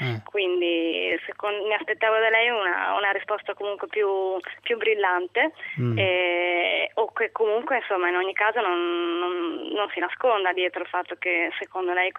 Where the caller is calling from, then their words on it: Milan, Lombardy, Italy; Buonasera, siamo da Milano.